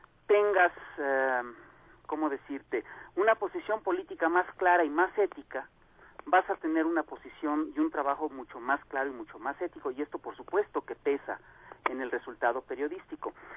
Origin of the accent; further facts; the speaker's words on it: Mexico; Pero es una cosa que yo como caricaturista mexicano tengo que ganar desde aquí.